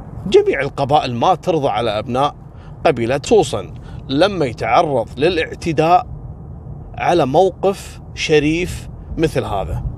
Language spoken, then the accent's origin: Arabic; Kuwait; حصل عندنا في الكويت